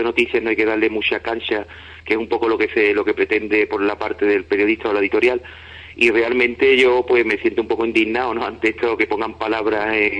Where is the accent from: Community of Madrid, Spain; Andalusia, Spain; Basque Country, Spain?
Andalusia, Spain; Ubrique; por otra parte a mi pueblo, ¿no? Ya como ciudadano uriqueño